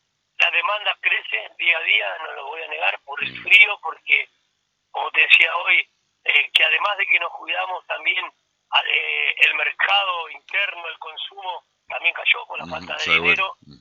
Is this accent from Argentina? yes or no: yes; Argentina; somos así, los argentinos somos así, nuestra idiosincrasia es así.